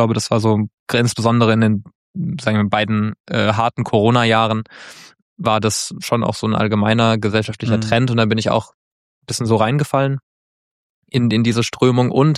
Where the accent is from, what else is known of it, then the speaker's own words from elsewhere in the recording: Mannheim, Baden-Württemberg, Germany; Ich komme, wie gesagt, aus Mannheim und in der Nähe von Mannheim, das ist nicht so weit von der französischen Grenze.